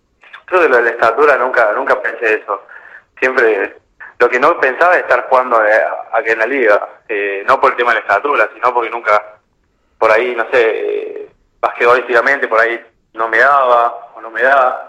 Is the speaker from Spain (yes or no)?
no; Córdoba, Argentina; de chico jugué en Municipal, un club de barrio ahí de Córdoba.